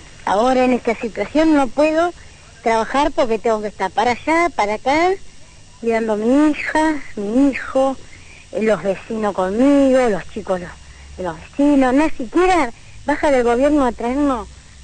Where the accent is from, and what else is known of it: Argentina